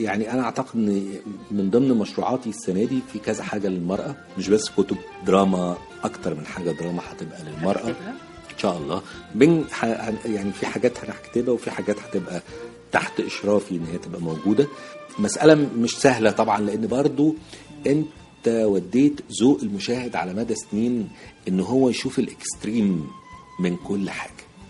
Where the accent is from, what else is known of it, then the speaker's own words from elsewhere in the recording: Egypt; إحنا عندنا في مصر صناعية كبار على فكرة